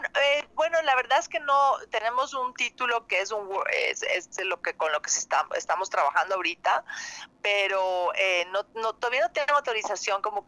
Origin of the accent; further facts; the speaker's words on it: Ecuador; somos varios actores de Ecuador, está Roberto Manrique, Diego Miñone y yo de Ecuador